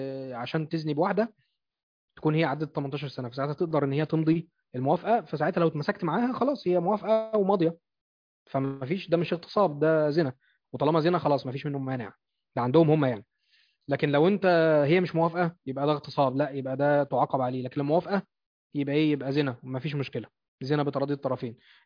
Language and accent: Arabic; Egypt; لان احنا في مصر بنتحكم للقانون الفرنسي